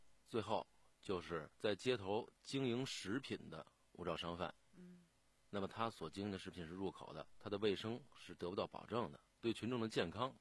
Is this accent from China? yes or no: yes; Beijing, China; 夏天咱们北京人都喜欢吃烤串